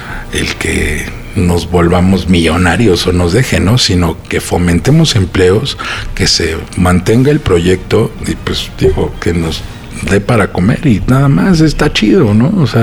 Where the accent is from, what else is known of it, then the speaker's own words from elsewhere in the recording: Mexico City, Mexico; somos de Portales, toda la vida hemos estado ahí, pues qué mejor que tener un lugar en tu colonia